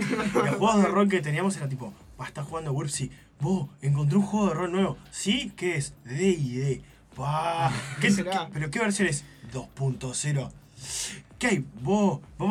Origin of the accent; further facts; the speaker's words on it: Tacuarembó, Uruguay; Yo vengo de un pueblo perdido en el universo que es Uruguay. Yo vengo de Tacuarembó, en el cual tenía que subirme a un bondi y meter unos 100 kilómetros para ir a Rivera.